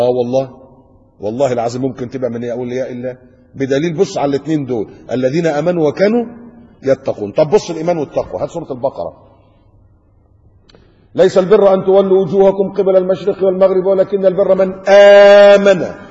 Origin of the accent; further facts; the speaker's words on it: Egypt; now in Qatar; لكن للأسف عندنا في مصر تلاقي إيه، كل محافظة وكل بلد عاملة لها واحد.